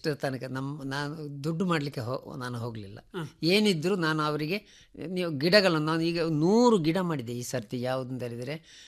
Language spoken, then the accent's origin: Kannada; Mangalore, Karnataka, India; ನಮ್ಮ ಮಂಗಳೂರು ಫುಡ್ಡು